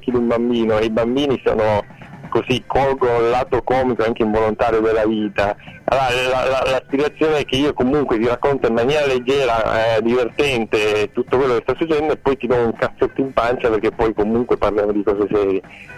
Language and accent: Italian; Palermo, Sicily, Italy; essendo palermitano faccio fatica a sentire quella che di fuori che parla in palermitano